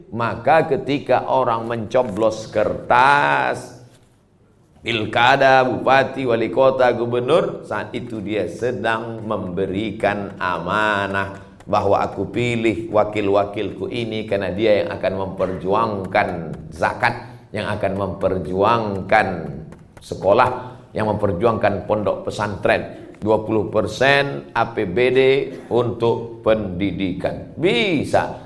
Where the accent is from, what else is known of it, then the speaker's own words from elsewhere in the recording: Riau, Indonesia; Saya dari Riau.